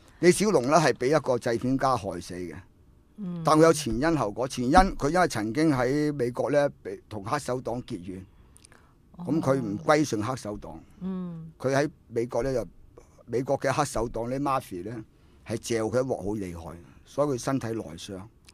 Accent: Hong Kong; 你丟我哋中國人、香港人架啦

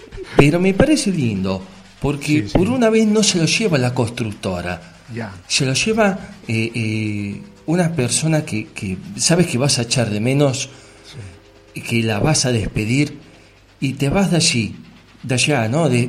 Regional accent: Argentina; Yo que soy argentino, que ya prácticamente vivimos toda la mierda que nos pueden echar en este planeta.

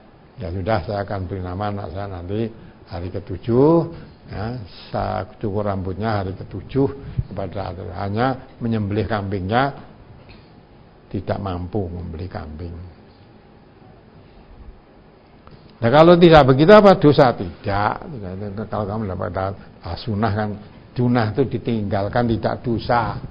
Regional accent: Java, Indonesia; kita orang Jawa itu undangan makan rane hubungannya karo digawe apa-apa jarang

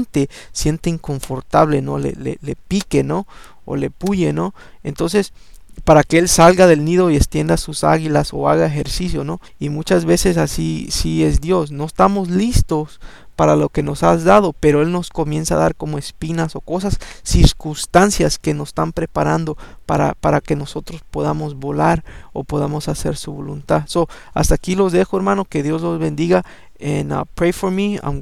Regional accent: El Salvador; yo soy salvadoreño y a mí nunca me ha gustado esta música

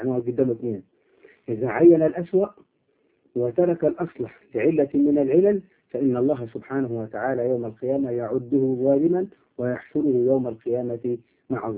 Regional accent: Upper Egypt, Egypt; accent: Upper Egyptian (Sa'idi); احنا عندنا في الصعيد نقول يضرب الجلة

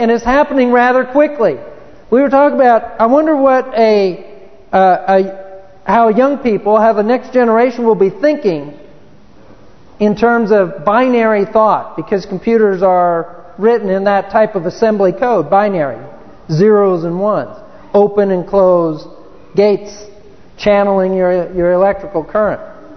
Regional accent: Chino, California, United States; Where I grew up in Chino, California, by the time I left high school

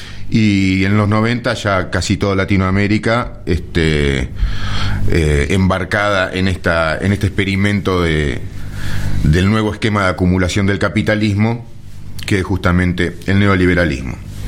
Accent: Argentina; ¿Nosotros que somos argentinos?

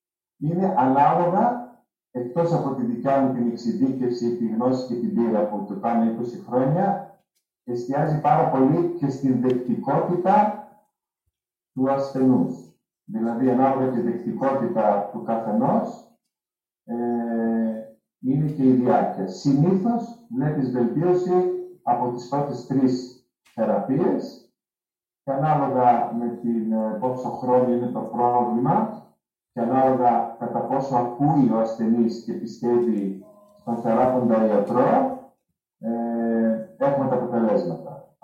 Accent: Menemeni, Central Macedonia, Greece; Το μόνο που θυμάμαι από τα παιδικά μου χρόνια ήταν στη Μενεμένη

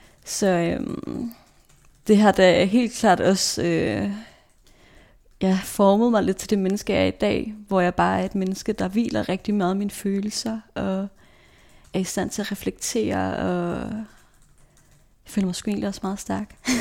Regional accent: Odense, Region of Southern Denmark, Denmark; Jeg voksede op i Odense, med mit hjerte tilhørte København.

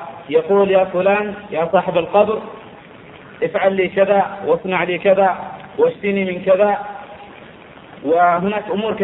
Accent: Aden, Yemen; طبعا أنا من أبناء عدن، وقد شاهدت كثير من مثل هذه المنكرات

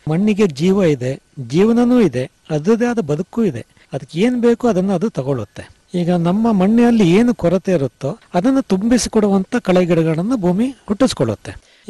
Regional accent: Somwarpet, Karnataka, India; ಮೂಲತಃ ಕೃಷಿ ಕುಟುಂಬದಿಂದನೇ ಬಂದಿರೋದು. ನಮ್ಮ ತಂದೆ ತಾಯಿ ಎಲ್ಲ ಕೃಷಿಕರೇ. ನನ್ನ ವಿದ್ಯಾಭ್ಯಾಸ ಸೋಮವಾರಪೇಟೆಯಲ್ಲೇ ಆಯಿತು, ಪ್ರಾಥಮಿಕ ಮತ್ತು ಪ್ರೌಢ ವಿದ್ಯಾಭ್ಯಾಸ.

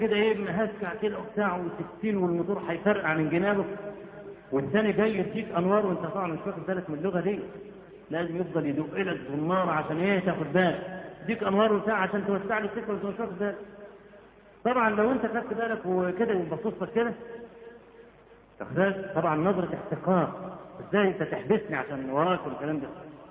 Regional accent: Egypt; واحنا عندنا في مصر بدعه قبيحه

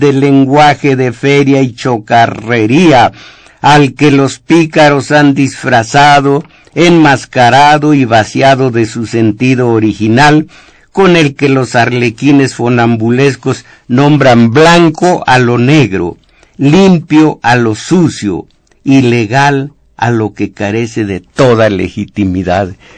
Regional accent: Mexico; Fíjense cómo somos mexicanos, tenemos que agregar films.

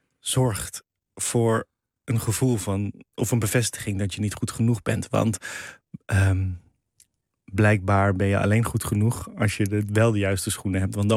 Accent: The Hague, South Holland, Netherlands; We zijn vrij vroeg verhuisd. Dus ik ben in de Schilderswijk geboren, maar daarna in het oude centrum van Den Haag opgegroeid. En in Voorburg, zo'n buitenwijk in Den Haag op school gezeten.

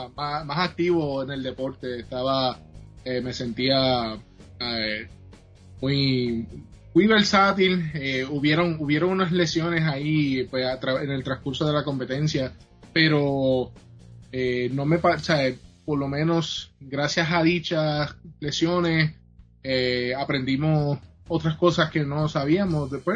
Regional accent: Yauco, Puerto Rico; de la área Susúa Alta de Yauco. Estamos del campo

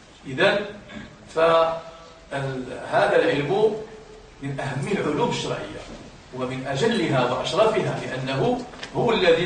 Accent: Morocco; حتى في بلدنا المغرب كان علم الأصول يدرس

